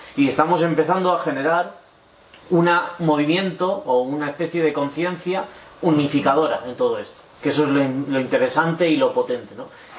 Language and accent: Spanish; Tulkarm, West Bank, Palestine; En mi pueblo, que es Tulkarem, antes nunca no había mucha lucha armada